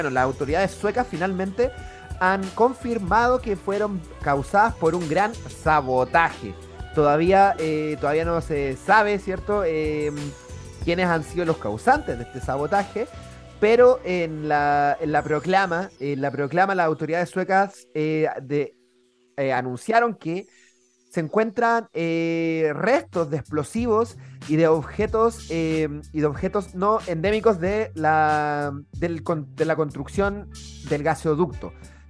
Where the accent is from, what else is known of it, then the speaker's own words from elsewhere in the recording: Chile; Perdón, weón, soy chileno. Tengo que sospechar de Estados Unidos.